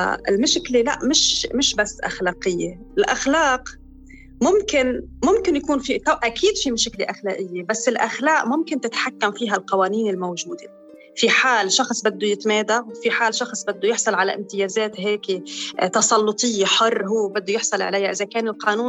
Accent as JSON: {"language": "Arabic", "country": "Lebanon", "said": "نحن ما بنمنح الجنسية اللبنانية"}